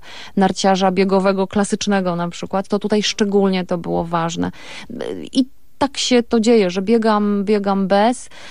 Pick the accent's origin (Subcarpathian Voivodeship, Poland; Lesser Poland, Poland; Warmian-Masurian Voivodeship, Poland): Lesser Poland, Poland; Rabka; Tak, jesteśmy góralami. Mieszkamy na pograniczu Gorców. Czasami mówi się, że to jest zielone Podhale, więc to trochę tak. Mój obecny partner życiowy i moja miłość uświadomił mi, że jestem zagórzanką, tak jak Justyna Kowalczyk